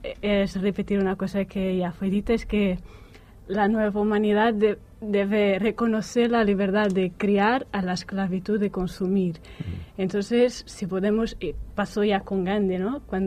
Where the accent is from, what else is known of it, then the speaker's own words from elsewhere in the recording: Portugal; Spanish is a second language; soy portuguesa y la vida me ha traído aquí.